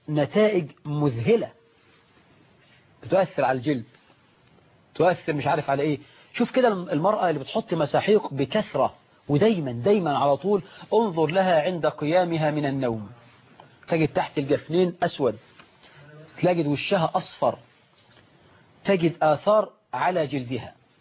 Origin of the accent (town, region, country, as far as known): Egypt